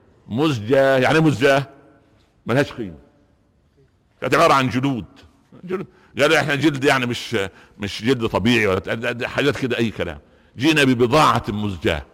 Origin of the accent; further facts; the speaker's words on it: Egypt; صح, عندنا في مصر يقولوا ايه, القوالب نامت والانصاص قامت